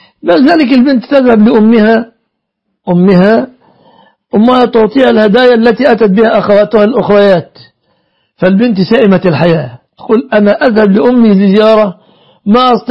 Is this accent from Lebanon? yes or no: no; Egypt; إن عندنا في مصر جاءت بنت من أسرة مطرفة